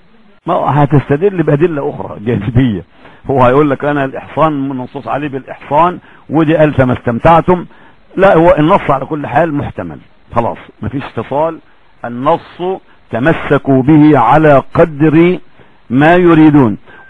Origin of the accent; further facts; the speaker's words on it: Egypt; عندنا في مصر فرق كثيرة جدا بس ما لهمش تفسير.